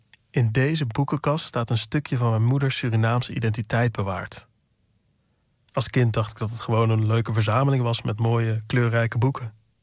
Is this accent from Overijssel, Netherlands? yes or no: no; Sprang-Capelle, North Brabant, Netherlands; Ik groeide op in Brabant, in het dorp Sprangkapelle. Het dorp naast het dorp van de Efteling.